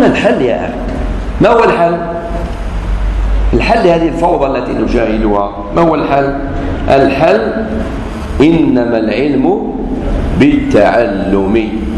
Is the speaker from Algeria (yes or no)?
yes; Algeria; نقولها سمحين أنا جزائري